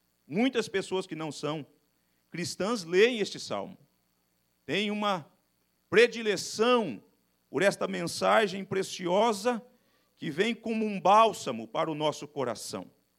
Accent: Espírito Santo, Brazil; Eu sou um homem que nasci no campo, na zona rural, cresci na zona rural, sou um caipira, portanto. Meu pai era vaqueiro numa fazenda na região de Barra de São Francisco, do estado do Espírito Santo

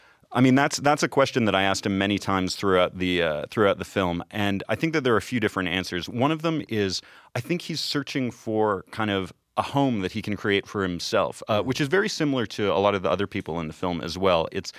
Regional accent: Canada; I'm a filmmaker from Canada.

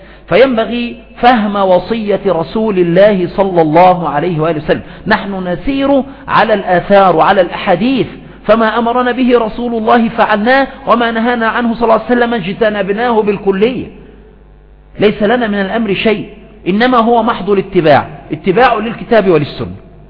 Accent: Aswan, Aswan Governorate, Egypt; لا سيما عندنا في أسوان وفي غيرها من الصعيد

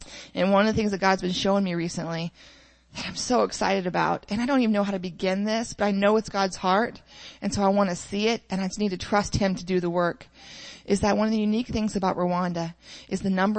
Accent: Greenville, Ohio, United States; You know, I was raised in Greenville, Ohio, a little farm town.

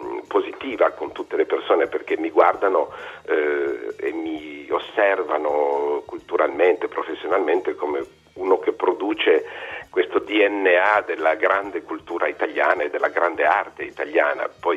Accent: Turin, Piedmont, Italy; moved away as an adult; now in France; Gli ho detto io sono direttore di un centro drammatico nazionale qui in Francia e come lei sono italiano e in più vengo da Torino.

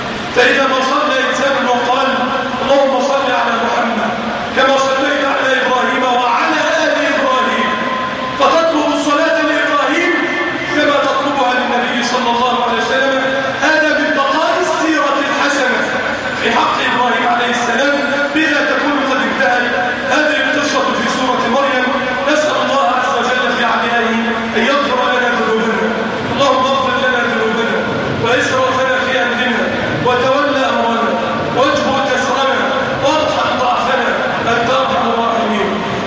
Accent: Egypt; اللهم اجعل بلدنا مصر أمن الأمان

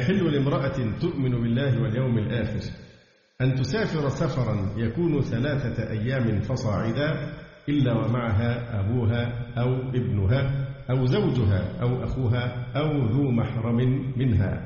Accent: Egypt; فحتى الآن حالات عندنا في مصر والله الحمد قليلة جدا.

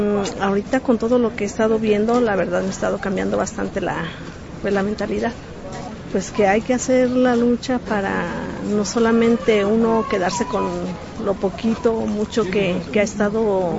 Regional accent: Morelia, Michoacán, Mexico; vengo de Morelia, Michoacán.

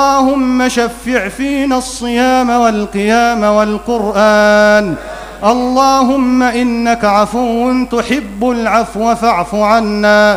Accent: Egypt; واحفظ بلدنا مصر الحبيبة بعينك التي لا تنام

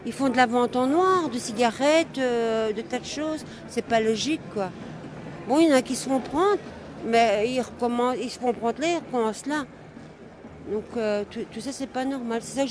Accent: Belgium; Chez nous, en Belgique, il y a tant de gens qui ont besoin et qu'on ne fait rien pour eux.

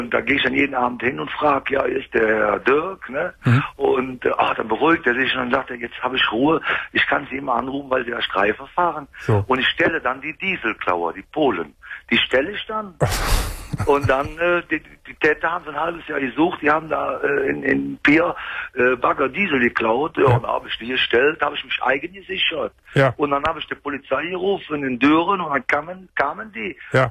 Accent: Bergheim, North Rhine-Westphalia, Germany; Ich bin ja Rheinländer, ne? Ich bin Bergheimer.

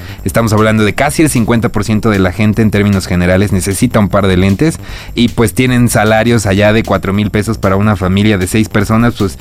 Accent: Córdoba, Veracruz, Mexico; Soy cordobés

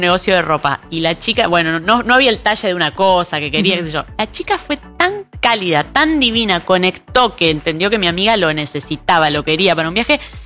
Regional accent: Monte Grande, Buenos Aires Province, Argentina; abrieron una ferretería en Monte Grande, que es de donde yo soy.

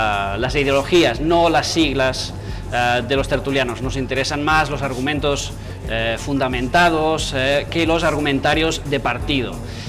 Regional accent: Catalonia, Spain; soy periodista, soy catalán

